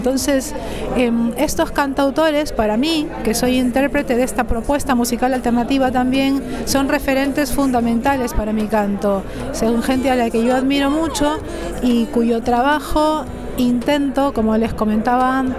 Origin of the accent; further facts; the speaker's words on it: Peru; soy peruana, soy cantora, intérprete de canción de autor peruana y latinoamericana contemporánea